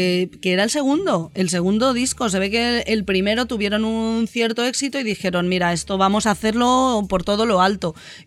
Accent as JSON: {"language": "Spanish", "country": "Spain", "said": "Sí, la verdad es que los españoles, en cuanto salimos de España, somos todos muy patriotas."}